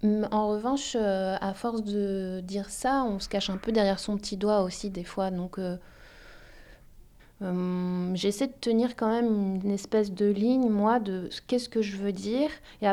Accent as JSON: {"language": "French", "country": "France", "said": "en tant que Française, en tant que blanche"}